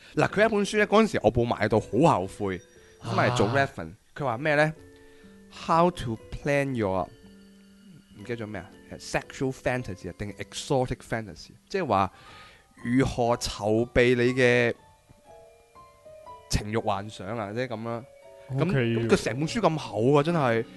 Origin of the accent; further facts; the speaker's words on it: Hong Kong; 我系香港人，个应变能力之高